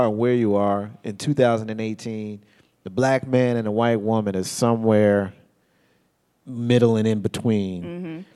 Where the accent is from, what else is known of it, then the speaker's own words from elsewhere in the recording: United States; And so when we practice that behavior, we're being American. It's what we do here.